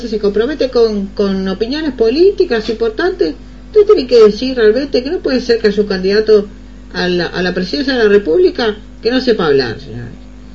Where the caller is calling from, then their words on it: Montevideo, Uruguay; soy del barrio de Punta Carretas.